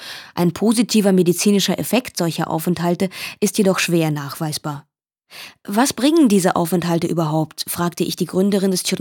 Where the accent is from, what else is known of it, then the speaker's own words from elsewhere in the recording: Belarus; now in Germany; Als Kind wollte ich meine Heimat nie verlassen und heute lebe ich in einem fremden Land. Ich vermisse meine Eltern und die Heimat, obgleich ich mir ganz im Klaren bin, dass ich in Deutschland einen höheren Lebensstandard und bessere berufliche Perspektiven als in Weißrussland habe.